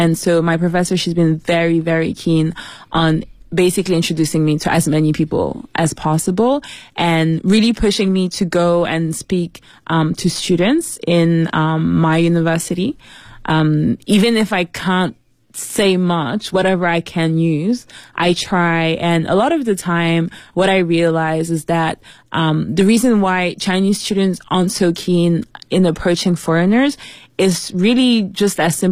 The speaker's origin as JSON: {"language": "English", "town": "Paris", "region": "Île-de-France", "country": "France", "tie": "born or raised there", "also_born_or_lived": "New York, United States", "said": "but I was born in Paris. And when I was maybe 6 months, I moved to New York. And so from then onwards, I was kind of doing back and forth between Paris and New York."}